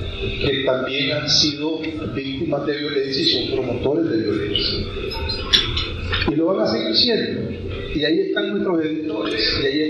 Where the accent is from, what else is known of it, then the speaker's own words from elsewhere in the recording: Nicaragua; somos nicaragüenses porque comemos la catamar